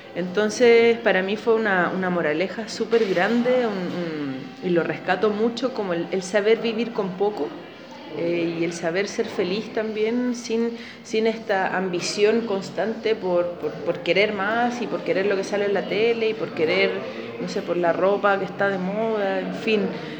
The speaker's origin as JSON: {"language": "Spanish", "town": "Santiago", "region": "Santiago Metropolitan Region", "country": "Chile", "also_born_or_lived": "Valencia / Segovia", "said": "Yo soy de Santiago y nunca me imaginé vivir en lugares más pequeños."}